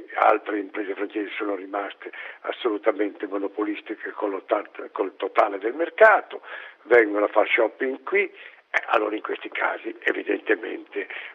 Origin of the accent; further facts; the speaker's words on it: Reggio Emilia, Emilia-Romagna, Italy; Mi ricordo qualche anno fa, io sono di Reggio Emilia, la banca locale ebbe un'offerta da un'altra banca